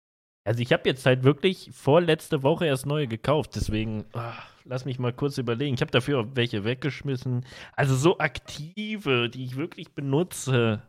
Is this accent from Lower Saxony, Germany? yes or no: no; North Rhine-Westphalia, Germany; Aber ich komme auch aus, also ich komme auch aus NRW, ich komme jetzt nicht irgendwie Eifelgegend oder Sauerland oder irgendwo, wo jetzt richtig Schnee und Eis ist, ne?